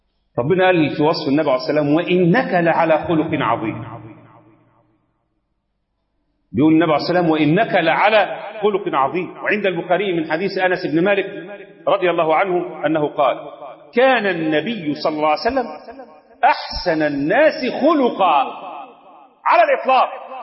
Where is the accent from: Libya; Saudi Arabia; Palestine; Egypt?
Egypt; فلا يشرفنا كمصريين ولا كمسلمين